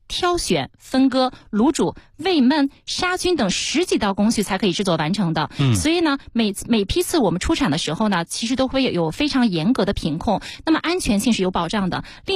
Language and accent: Chinese; Inner Mongolia, China; 今天给大家带来的是我家乡的特产巴特羊蝎子